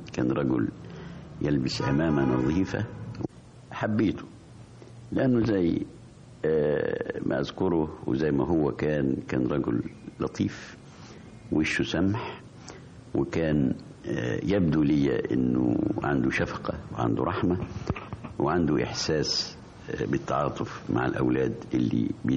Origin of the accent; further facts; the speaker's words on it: Farsis, Gharbia, Egypt; الكتاب في قريتنا اللي اسمها فرسيس كان مختلف عن الكتاتيب اللي كانت موجودة في الوقت ده